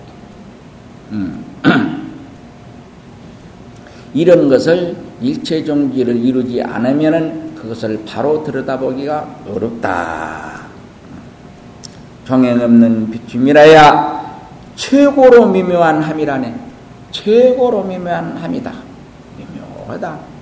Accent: Jeolla, South Korea; 내가 전라도 사람이요.

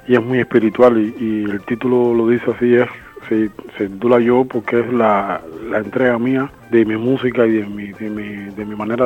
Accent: Cuba; la gente piense que soy un cubano que está intentando hacer música africana, nada de eso, sino que está resaltando en este disco la presencia de mis raíces

